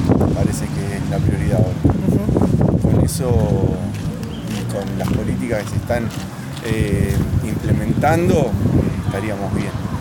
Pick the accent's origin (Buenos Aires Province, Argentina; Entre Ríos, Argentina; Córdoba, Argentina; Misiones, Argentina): Buenos Aires Province, Argentina; Ensenada; soy de Ensenada y represento a varios sectores, como intendente